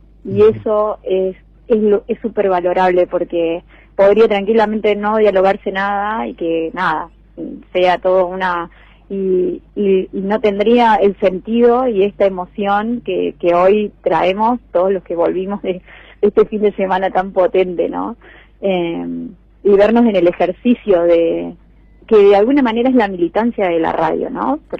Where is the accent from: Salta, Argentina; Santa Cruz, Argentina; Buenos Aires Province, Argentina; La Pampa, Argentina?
La Pampa, Argentina; Santa Rosa; Además me tocó ser guía turística porque yo soy de Santa Rosa